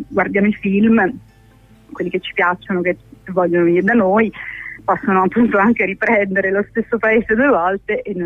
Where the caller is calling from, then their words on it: Venice, Veneto, Italy; Ci sono da Venezia